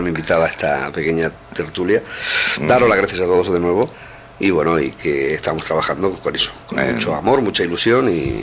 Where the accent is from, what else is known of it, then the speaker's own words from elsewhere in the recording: Villarrobledo, Castilla-La Mancha, Spain; No es porque yo sea de allí, ¿no? Pero es un pueblo muy bonito, muy grande.